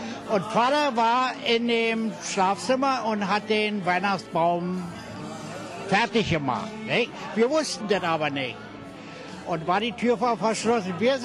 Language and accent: German; Berlin, Germany; born there; Ich bin ja in Berlin geboren, in Neukölln, Rixdorf.